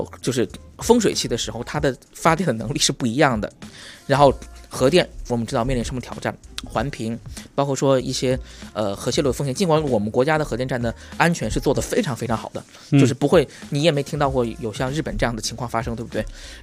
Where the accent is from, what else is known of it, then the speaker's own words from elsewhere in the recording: Yichang, Hubei, China; 我们家其实就我老家就是湖北宜昌，就是我们就是宜昌是在有两个大电站就是葛洲坝跟三峡的情况下，也不能保证说时刻都有电